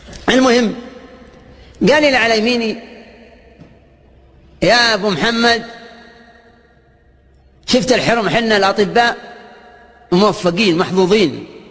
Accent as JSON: {"language": "Arabic", "town": "Al Majmaah", "region": "Riyadh Province", "country": "Saudi Arabia", "said": "أنت من وين؟ أنا من المجمعة."}